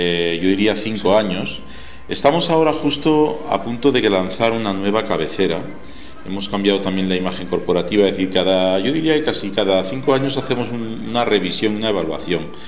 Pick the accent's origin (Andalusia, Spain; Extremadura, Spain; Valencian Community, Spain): Andalusia, Spain; Úbeda; mi infancia, nacido y criado en Úbeda, en la provincia de Jaén, y todavía le tengo mucho cariño a mi tierra